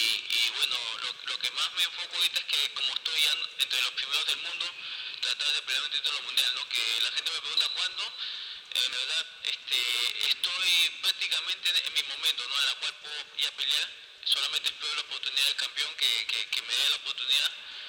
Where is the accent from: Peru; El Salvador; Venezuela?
Peru; me siento bien porque soy el único peruano que representa en la parte boxística